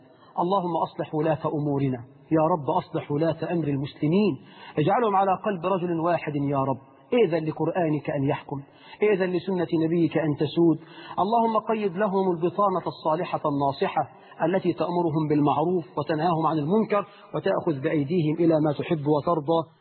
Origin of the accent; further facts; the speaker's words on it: Egypt; أنتوا عارفين إحنا كمصريين بنتكلم كل سنة في المحمول بكام؟